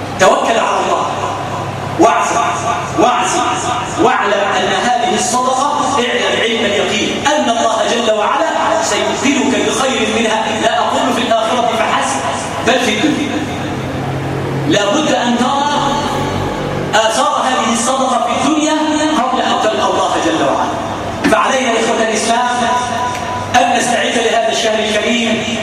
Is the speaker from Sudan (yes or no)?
no; Egypt; اللهم يا ربنا اجعل بلدنا مصر بلدا أمنا أمانا سلما سلاما سخاء رخاء وسائر بلاد المسلمين.